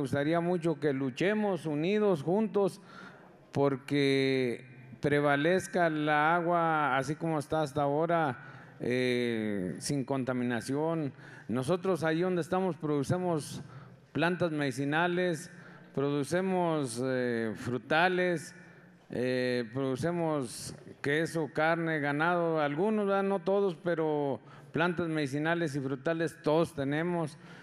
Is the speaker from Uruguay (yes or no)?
no; Ojo de Agua, San Luis Potosí, Mexico; vengo de la comunidad de Ojo de Agua.